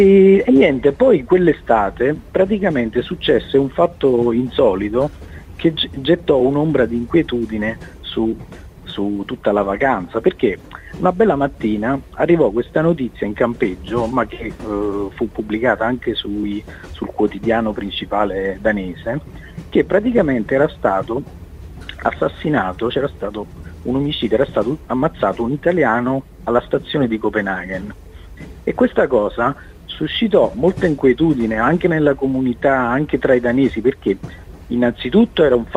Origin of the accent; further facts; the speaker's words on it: Caserta, Campania, Italy; Invece guardi, io sono di Caserta, se lei vede, cioè, il giornale di cronaca qua